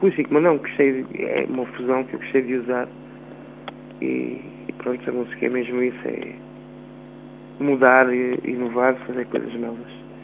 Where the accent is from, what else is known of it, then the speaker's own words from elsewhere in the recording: Portugal; porque também sou português e queria que as pessoas sentissem esta musicalidade em português